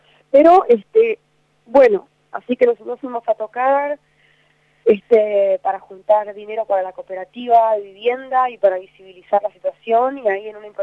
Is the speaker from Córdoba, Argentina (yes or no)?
no; Trelew, Chubut, Argentina; En la casa de mi mamá, en Trelew, que es mi pueblo, ciudad.